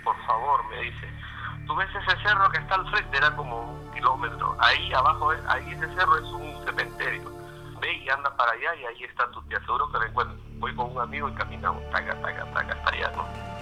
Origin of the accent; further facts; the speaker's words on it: Lima, Peru; un lugar que mucha gente debe conocer que se llama Huacho, bueno, lo que somos peruanos, ¿no?